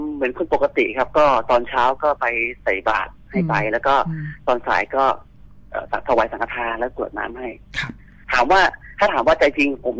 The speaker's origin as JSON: {"language": "Thai", "region": "Prachin Buri", "country": "Thailand", "tie": "born or raised there", "also_born_or_lived": "Bangkok", "moved": "as an adult", "said": "หลังจากที่ผมจบมัธยมจากปราจีนบุรีนะครับบ้านผมอยู่ปราจีนบุรีใช่ไหมครับ ก็มาเรียนต่อที่สังเสาที่กรุงเทพนะครับ"}